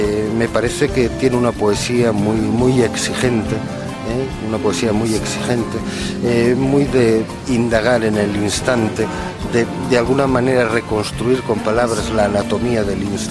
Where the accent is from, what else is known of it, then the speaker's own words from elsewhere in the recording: Asturias, Spain; accent: Asturian; first language Asturian; soy asturiano hablante porque es mi lengua materna, pero el español también es mi lengua. Si algo me siento, es hispano.